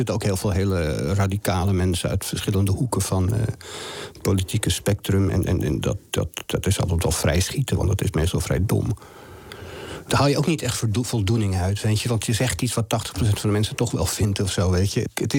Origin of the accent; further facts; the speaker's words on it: Amsterdam, North Holland, Netherlands; born there; ik kom zelf uit arbeidersmilieu, zeg maar. Ik ben geboren in de Jordaan toen het nog een arbeiderswijk was.